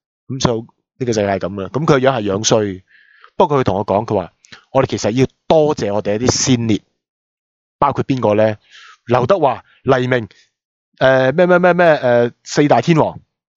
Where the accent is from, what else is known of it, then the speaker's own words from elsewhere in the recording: Guangzhou, Guangdong, China; 咁我广州人去西安做咩咧？